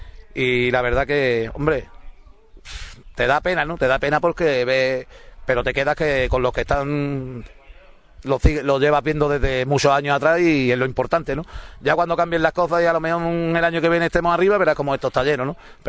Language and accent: Spanish; Ubrique, Andalusia, Spain; todos los que jugamos somos 16 jugadores de Ubrique